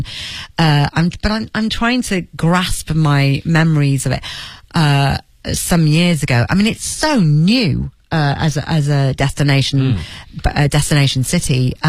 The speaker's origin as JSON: {"language": "English", "town": "Leeds", "region": "Yorkshire and the Humber", "country": "United Kingdom", "tie": "born or raised there", "lives_now": "London, United Kingdom", "said": "which would have been all right in my hometown in Leeds. I'd have been okay. But in London, it basically was my rent and my bills."}